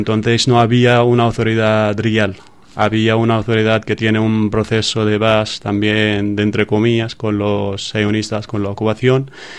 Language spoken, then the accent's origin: Spanish; Gaza, Gaza Strip, Palestine; Spanish is a second language; soy de Gaza, no sé, pero nació yo y mi padre como refugiados en Gaza. Entonces he vivido toda mi vida ahí en Gaza como refugiado, pero sigue diciendo que soy de Gaza porque es mi tierra.